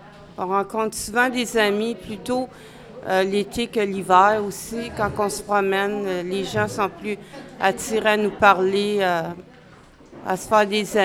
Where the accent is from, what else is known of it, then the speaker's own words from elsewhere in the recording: Montreal, Quebec, Canada; Ben, j'ai grandi dans une ville montréalaise, à La Salle.